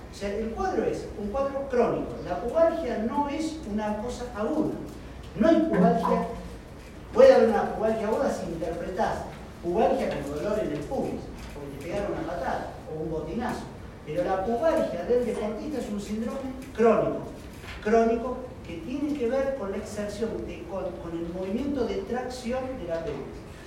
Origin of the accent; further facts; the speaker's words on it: La Plata, Buenos Aires Province, Argentina; Soy platense, hace 25 años acá.